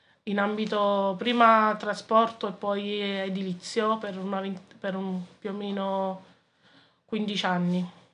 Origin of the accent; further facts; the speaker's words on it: Naples, Campania, Italy; now in Sant'Anastasia, Italy; 46 anni, sono originaria di Napoli, però vivo ormai da 18 anni sposata con mio marito a Santa Anastasia.